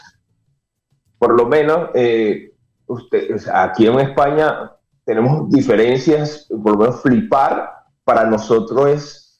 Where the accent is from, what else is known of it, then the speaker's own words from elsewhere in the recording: Venezuela; donde el DJ fue el que me bautizó en mi pueblo allá en Venezuela.